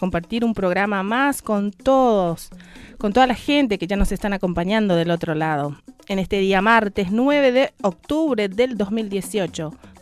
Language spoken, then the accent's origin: Spanish; Paraguay; Yo vengo del campo, de una familia campesina, gente trabajadora. Fui en una escuela rural hasta el noveno grado. Después fui al pueblo para cursar mi bachillerato.